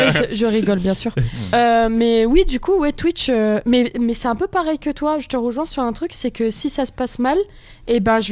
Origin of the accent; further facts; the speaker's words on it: Provins, Île-de-France, France; Moi, je suis de la campagne, moi. Bien profond. Tu connais Provins?